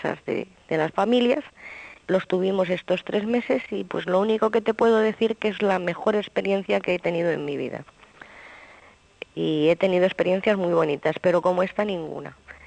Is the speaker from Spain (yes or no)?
yes; Spain; yo como española te puedo decir que los españoles hemos colonizado mucho